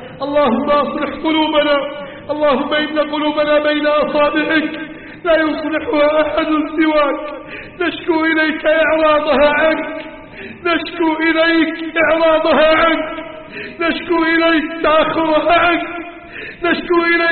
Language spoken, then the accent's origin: Arabic; Egypt; اللهم احفظ بلدنا مصر من كيد الكائدين